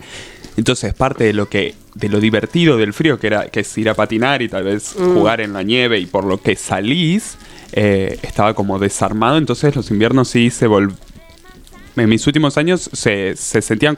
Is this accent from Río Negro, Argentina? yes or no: no; El Calafate, Santa Cruz, Argentina; Sí, yo soy de Santa Cruz, de Calafate, y mi casa de Calafate era muy linda